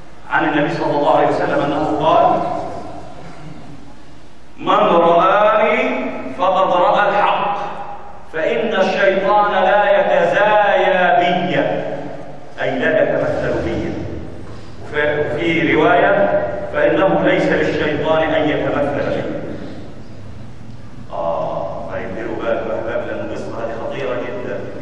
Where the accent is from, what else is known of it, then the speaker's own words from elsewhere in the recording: Gaza, Gaza Strip, Palestine; قلت انا فلسطيني من غزه